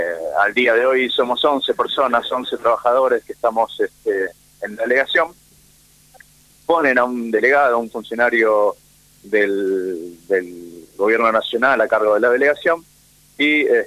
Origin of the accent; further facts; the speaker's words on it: Buenos Aires, Argentina; born there; moved away as an adult; now in San Carlos de Bariloche, Argentina; Yo soy nacido en Buenos Aires y toda mi carrera la hice en Buenos Aires.